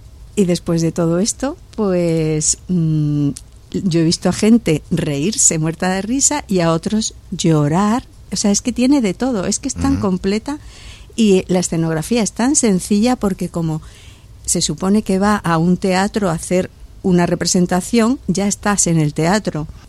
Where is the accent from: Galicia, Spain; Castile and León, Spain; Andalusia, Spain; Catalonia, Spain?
Andalusia, Spain; Granada; accent: Andalusian; como yo soy de Granada, claro, hablo andaluz en la obra